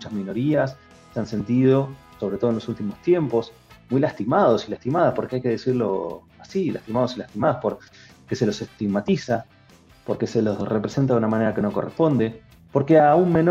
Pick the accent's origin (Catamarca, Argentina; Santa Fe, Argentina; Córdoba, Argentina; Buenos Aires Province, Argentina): Buenos Aires Province, Argentina; Bahía Blanca; como yo soy de Bahía Blanca, había solamente dos señales